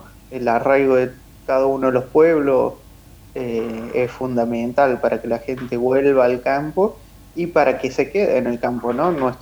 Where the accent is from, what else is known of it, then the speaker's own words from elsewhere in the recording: Córdoba, Argentina; yo soy cordobés y he militado mucho en Córdoba y las provincias cercanas, pero hoy me encuentro ya viviendo en la zona del sur de la provincia de Buenos Aires, bajando Bahía Blanca